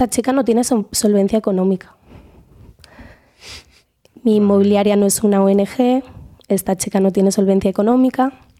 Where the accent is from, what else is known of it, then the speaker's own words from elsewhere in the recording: Spain; born there; Y eso que yo soy nacionalizada española, he nacido en el Estado español.